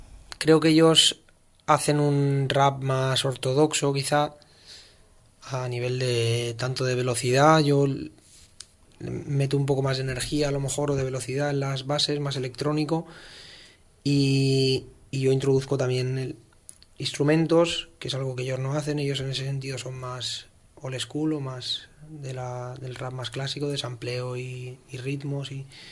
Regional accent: Valencian Community, Spain; yo todo lo que había hecho antes lo había hecho en castellano, que es mi lengua materna. Uh-huh. Pero hablaba valenciano desde bien pequeño, por el colegio y eso...

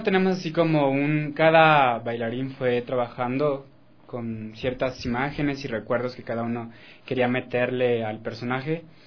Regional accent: Mexico; moved away as an adult; yo estaba estudiando artes escénicas en México, yo soy mexicano.

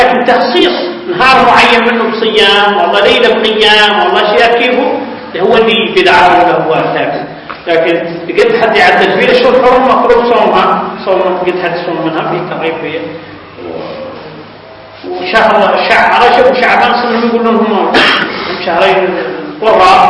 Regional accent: Mauritania; خاصة نحن موريتاني دائما عندنا اسم مركب

